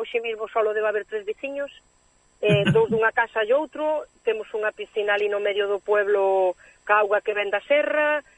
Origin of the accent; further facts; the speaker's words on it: Vilar de Mondelo, Galicia, Spain; also born or lived in Switzerland; inda que son de nacimiento suiza, pois son gallega, pero con orgullosa que estou eu da miña terra, do meu idioma, da nosa comida, dos nosos paisajes, de todo, estou orgullosa.